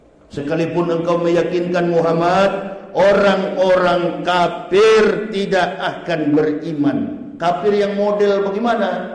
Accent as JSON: {"language": "Indonesian", "town": "Manado", "region": "North Sulawesi", "country": "Indonesia", "tie": "born or raised there", "said": "dulunya kampung halaman saya, provinsi saya, Sulawesi Utara, Manado."}